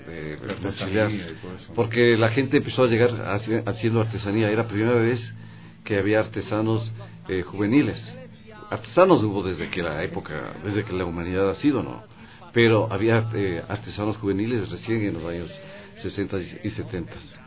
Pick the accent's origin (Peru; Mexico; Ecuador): Ecuador; Quito, Pichincha; soy un estudiante quiteño que me he quedado sin pasaje